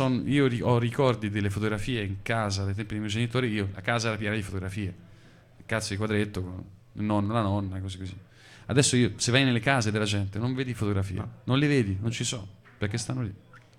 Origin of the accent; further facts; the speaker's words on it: Tuscany, Italy; in un ambiente che potrebbe essere quello di una Toscana valdarnese, da dove vengo io